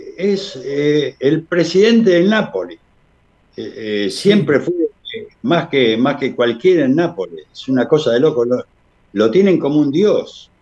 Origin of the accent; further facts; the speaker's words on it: Argentina; Cuando sos argentino y llegás a Cuba, mirá que fui casi 20 años seguidos a Cuba.